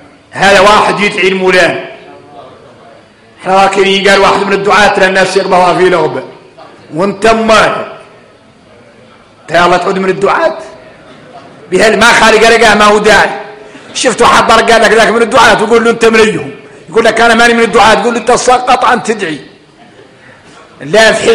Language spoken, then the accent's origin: Arabic; Mauritania; احنا موريتانية